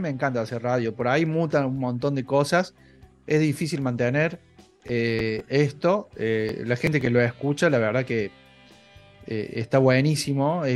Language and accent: Spanish; Córdoba, Argentina; soy el cordobés, estoy en Córdoba